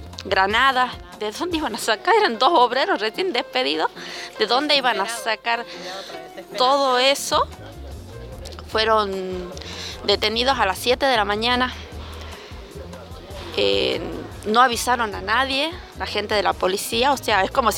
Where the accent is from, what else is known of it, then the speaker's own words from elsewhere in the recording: Hipólito Yrigoyen, Salta, Argentina; vengo desde Hipólito Yrigoyen.